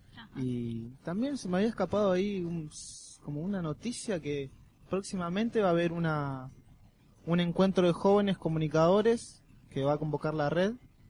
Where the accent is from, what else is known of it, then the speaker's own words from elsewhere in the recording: Santa Teresita, Buenos Aires Province, Argentina; de Santa Teresita Beach y desde